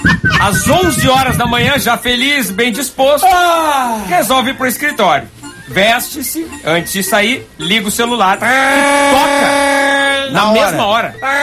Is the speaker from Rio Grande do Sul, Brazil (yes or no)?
yes; Rio Grande do Sul, Brazil; now in Curitiba, Brazil; sou gaúcha, mas moro em Curitiba.